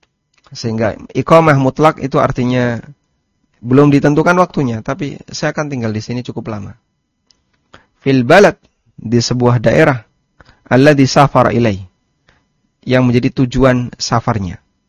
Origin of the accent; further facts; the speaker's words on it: Lamongan, East Java, Indonesia; now in Yogyakarta, Indonesia; Asal saya dari Lamongan. Saya pindah ke Jogja. Kemudian selanjutnya saya menjadi penduduk Jogja. Ya, rumah saya sekarang berada di Jogja.